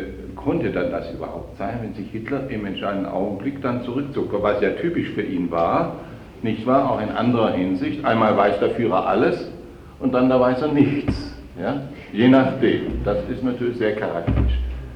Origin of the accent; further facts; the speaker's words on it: Southern Germany, Germany; Ich bin kein Kleindeutscher, ich bin ein Süddeutscher.